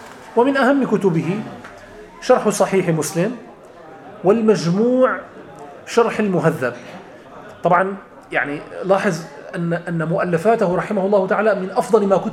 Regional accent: Latakia, Latakia Governorate, Syria; also born or lived in Damascus; أنا من اللاذقية، مدينة اللاذقية، ولكن درست في دمشق.

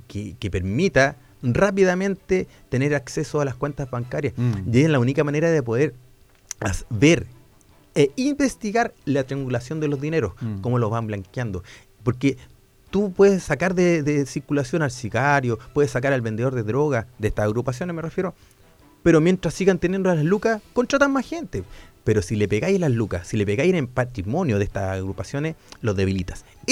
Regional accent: Valparaíso, Chile; Después llegué a Santiago, estuve 6 años. Y ahí la Santa se acordó de mí y me trajo de vuelta a Valparaíso. Mi tierra. Y terminé mi carrera policial donde mismo nací, en la Brigada de Homicidios.

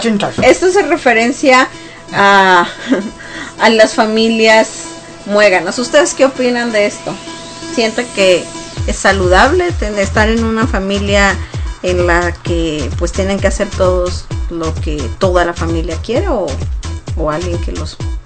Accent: Mexico; en nuestras familias mexicanas, porque somos mexicanos

